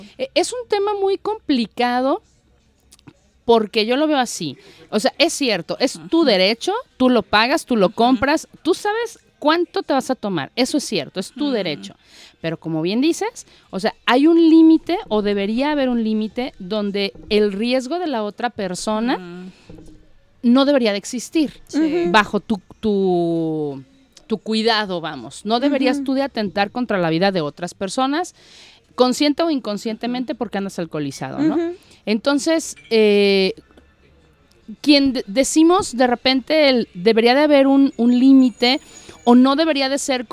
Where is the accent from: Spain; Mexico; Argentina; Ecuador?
Mexico; somos mexicanos, o sea, tenemos esa cultura de brincarnos las reglas